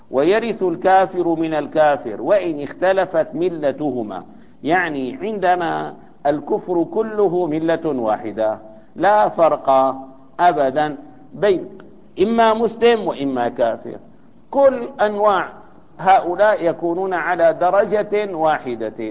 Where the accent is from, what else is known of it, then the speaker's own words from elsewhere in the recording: Syria; يعني عندنا الآن مثلا في سوريا